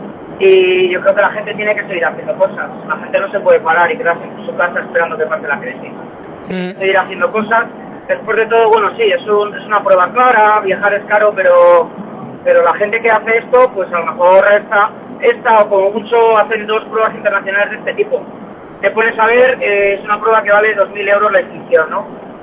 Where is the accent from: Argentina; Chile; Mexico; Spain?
Spain; Valladolid, Castile and León; born there; Yo soy nacido en Valladolid